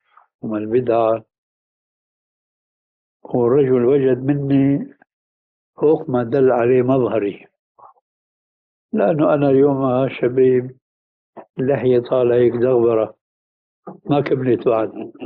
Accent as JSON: {"language": "Arabic", "country": "Syria", "said": "المدارس القديمة عندنا في الشام عبارة عن طابقين في باحة سماوية واسعة فيها بحيرة."}